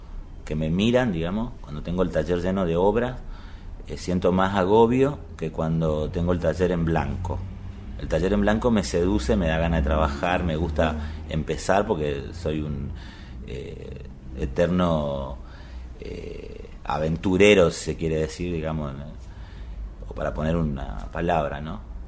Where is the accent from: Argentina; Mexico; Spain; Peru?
Argentina; soy argentino, tengo 42 años